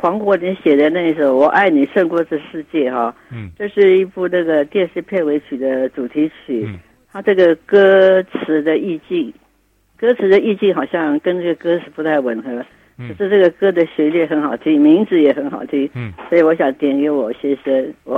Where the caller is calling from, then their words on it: Taipei, Taiwan; 我是台北的